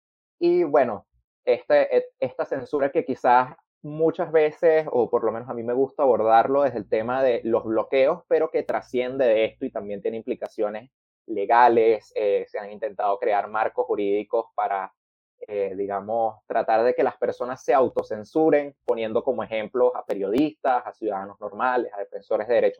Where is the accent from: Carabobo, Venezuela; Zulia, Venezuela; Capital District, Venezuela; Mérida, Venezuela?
Capital District, Venezuela; Caracas; yo soy de Caracas, Venezuela.